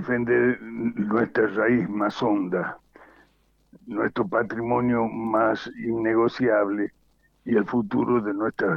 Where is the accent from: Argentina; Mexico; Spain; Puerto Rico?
Argentina; Estos somos los argentinos de a pie, los argentinos bien paridos de aquí, en los que nos hemos creado queriendo a esta tierra